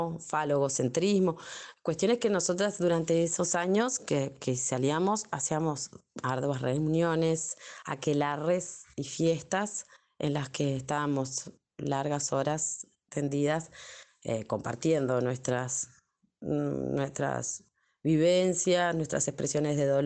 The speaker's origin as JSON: {"language": "Spanish", "country": "Uruguay", "said": "soy uruguaya, licenciada en educación y hace unos 11 años que me encuentro militando en distintos grupos feministas, colectivas feministas acá en Uruguay."}